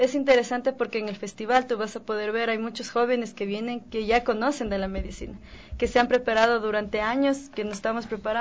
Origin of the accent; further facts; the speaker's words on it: Tabalo, Pichincha, Ecuador; yo no soy de Calacalí, soy de Tabalo, quichua indígena de Tabalo.